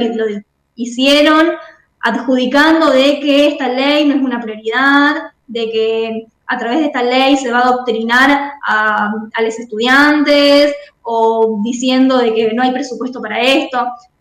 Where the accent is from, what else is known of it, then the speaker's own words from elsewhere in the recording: Rosario, Santa Fe, Argentina; Yo soy de Rosario, bueno, vivo a un par de cuadras de las islas